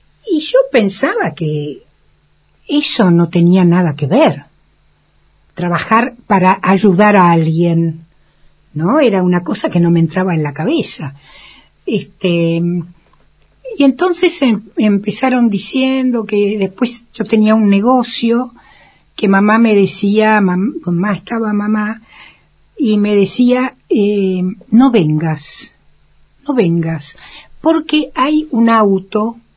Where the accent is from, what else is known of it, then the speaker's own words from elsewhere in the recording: Argentina; Y yo dije, Perón, porque soy argentina.